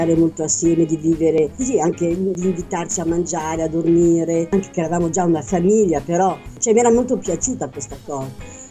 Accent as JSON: {"language": "Italian", "town": "Borca di Cadore", "region": "Veneto", "country": "Italy", "lives_now": "Tunis, Tunisia", "said": "sono di un paese della montagna, del Cadore, di Borca di Cadore, cioè un paese vicino a Cortina d'Ampezzo. Ho frequentato l'Istituto d'Arte a Cortina d'Ampezzo. E quindi sono partita a Parigi per un viaggio, per visitare dei musei, eccetera. Avevo 23 anni."}